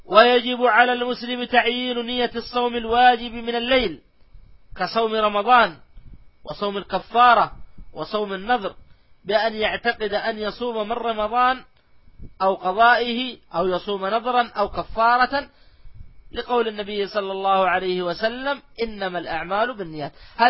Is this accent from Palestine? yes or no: no; Saudi Arabia; خاصة عندنا في المملكة العربية السعودية